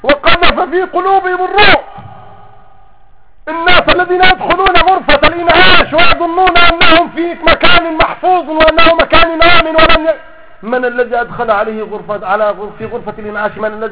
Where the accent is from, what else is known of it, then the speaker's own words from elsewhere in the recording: Egypt; زي ما بقول عندنا في مصر